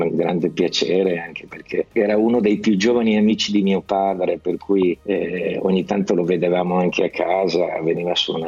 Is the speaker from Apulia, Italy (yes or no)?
no; Lombardy, Italy; accent: Milanese; poi fatto scattare la cosa del milanese, cioè del dialetto. Io tra l'altro non avevo mai cantato nel mio dialetto